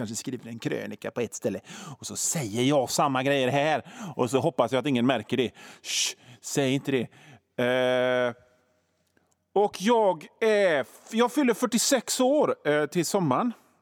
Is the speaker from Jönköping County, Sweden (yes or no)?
no; Hönö, Västra Götaland County, Sweden; accent: Bohuslän dialect; det är ju egentligen inte göteborgska jag pratar, utan jag kommer ifrån Hönö som ligger i den norra skärgården. Och då har vi en bohuslänsk dialekt då.